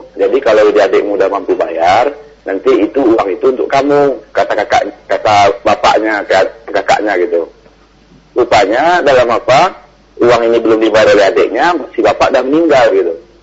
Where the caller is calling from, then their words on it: West Sumatra, Indonesia; Oh, saya dari Sumatera Barat, Ustaz.